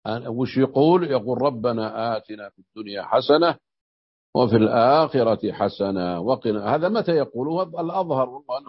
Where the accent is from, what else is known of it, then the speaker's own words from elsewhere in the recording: Najd, Saudi Arabia; يقول في بعض اللهجات عندنا في نجد يسمون الشحاذ طواف،